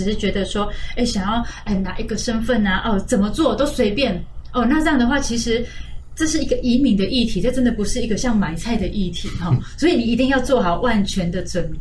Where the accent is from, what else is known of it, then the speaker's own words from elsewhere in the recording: Taiwan; 因为其实我们台湾人是非常欢迎香港人过来的，